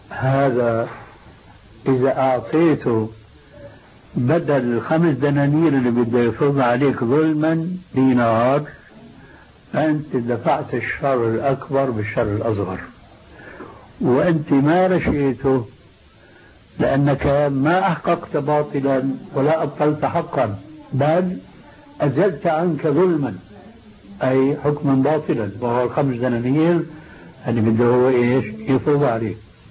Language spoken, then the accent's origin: Arabic; Syria